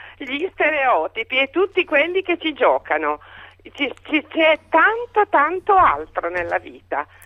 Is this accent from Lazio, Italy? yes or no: no; Emilia-Romagna, Italy; Ma io ho detto che sono emiliana per dire che sono emiliana.